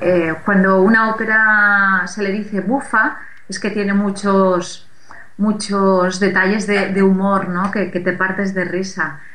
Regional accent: Sagunto, Valencian Community, Spain; born there; donde yo nací, como bien habéis leído antes, en Puerto de Sagunto

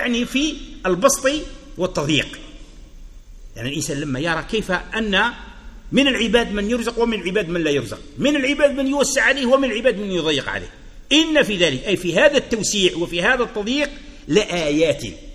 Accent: Algeria; يقول أنه كان مرة هنا عندنا في الجزائر هكذا

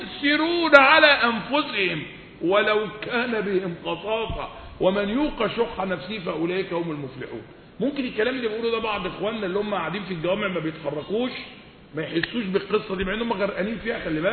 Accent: Egypt; يعني اللغة العامية عندنا في مصر معبرة قوي عن الواقع الجديد

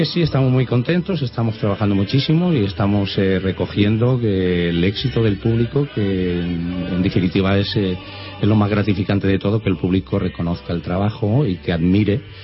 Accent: Valencian Community, Spain; tanto Néstor Martorell como yo somos valencianos

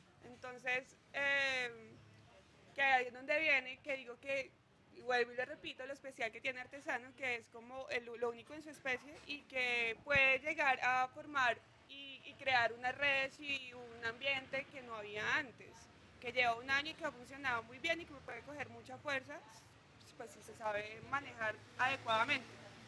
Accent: Ibagué, Tolima, Colombia; Como nosotros, personas que somos del Tolima y Ibagué, podemos aportar con lo que ya hemos aprendido

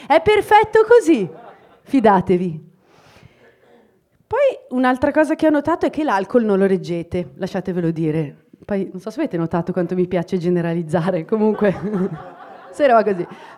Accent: Idro, Lombardy, Italy; io vengo da Idro, qualcuno lo conosce? No, non sapevate dove è Brescia, figurati Idro.

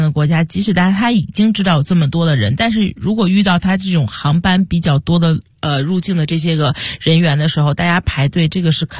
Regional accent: China; 有的可能就是我们中国人喜欢带现金

